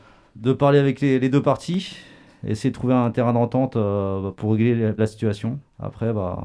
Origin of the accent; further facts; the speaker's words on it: Paris, Île-de-France, France; now in Angoulême, France; je viens de Paris et là je suis arrivé à Angoulême il y a un an.